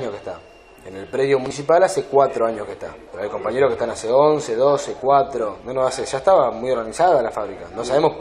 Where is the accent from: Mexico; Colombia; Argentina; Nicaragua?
Argentina; Ensenada, Buenos Aires Province; Por lo menos los que somos de Ensenada tenemos un apoyo